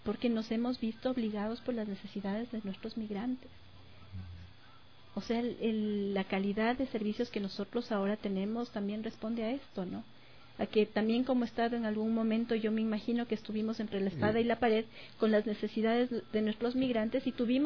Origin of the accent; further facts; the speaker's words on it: Ecuador; Yo como ciudadana, yo como ecuatoriana, cuando he tenido que salir del país